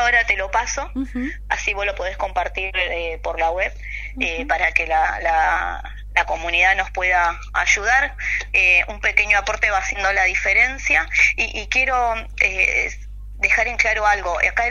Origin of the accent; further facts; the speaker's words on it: Argentina; Aparte, como argentinos, es impensado un mundial de fútbol sin Argentina.